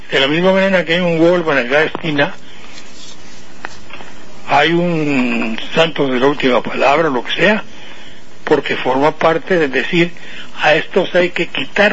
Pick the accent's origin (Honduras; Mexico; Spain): Mexico; Bueno, yo soy mexicano.